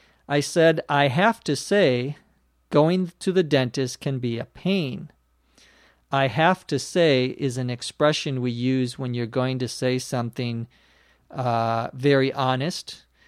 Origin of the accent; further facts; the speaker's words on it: Los Angeles, California, United States; from Los Angeles, California.